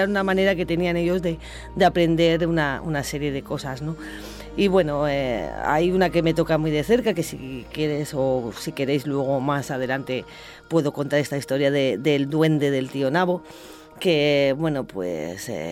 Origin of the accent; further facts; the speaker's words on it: Huerta Pelayo, Castilla-La Mancha, Spain; debido pues a mi pueblo, bueno, mi pueblo Huerta Pelayo, a este pequeño pueblo de la Sierra de Guadalajara